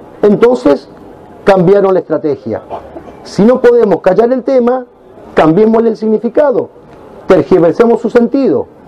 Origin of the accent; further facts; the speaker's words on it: Argentina; como argentinos e hispanoamericanos, nos sentimos orgullosos